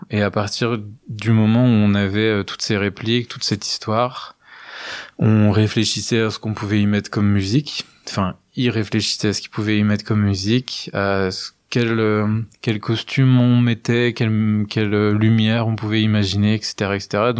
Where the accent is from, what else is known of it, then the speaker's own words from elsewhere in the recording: Montureux-le-Sec, Grand Est, France; Et c'est ce que je propose depuis maintenant 3-4 ans à Montureux-le-Sec, dans mon village natal, là où j'ai commencé à faire du théâtre.